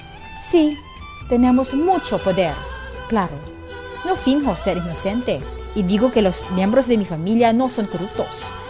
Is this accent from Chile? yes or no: no; Calabarzon, Philippines; Vengo de una familia de una dinastía política, como si dijéramos. Somos los reyes de Cavite.